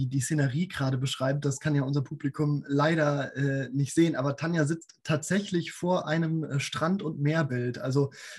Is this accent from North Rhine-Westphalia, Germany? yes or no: yes; Siegen, North Rhine-Westphalia, Germany; Und wenn man jetzt Siegen, das ist übrigens meine Heimatstadt, mal ganz kurz ausklammert